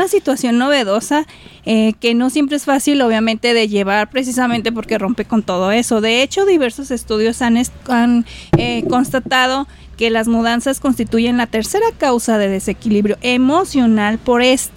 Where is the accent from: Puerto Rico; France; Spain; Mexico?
Mexico; Michoacán; born or raised there; also born or lived in Puebla / Guadalajara